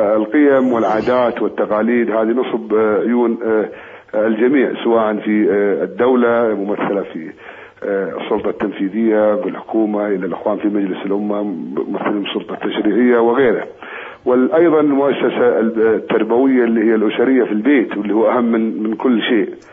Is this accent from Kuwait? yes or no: yes; Kuwait; وإن شاء الله أن يعني مهما كان عندنا في الكويت من قضايا